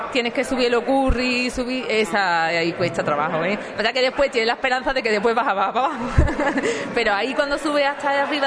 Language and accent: Spanish; Ubrique, Andalusia, Spain; Yo soy de la sierra, yo soy de aquí de Ubrique, yo miro para enfrente y miro la Cruz del Tajo